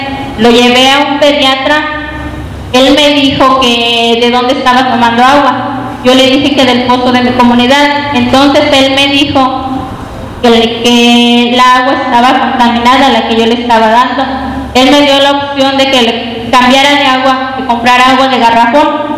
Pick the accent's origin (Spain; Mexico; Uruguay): Mexico; San Diego de la Unión, Guanajuato; vengo del municipio de San Diego de la Unión.